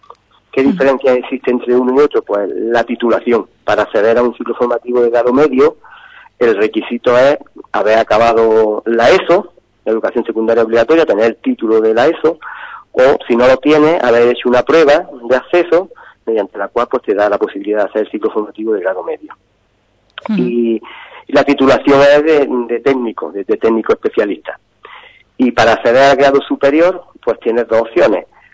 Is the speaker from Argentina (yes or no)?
no; Granada, Andalusia, Spain; Yo soy de Granada, estoy trabajando aquí, llevo ya 25 años.